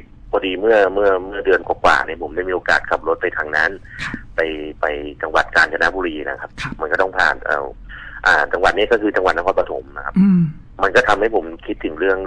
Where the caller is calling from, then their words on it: Pattaya, Chonburi, Thailand; ผมโทรมาจากพัทยาซิตี้ครับ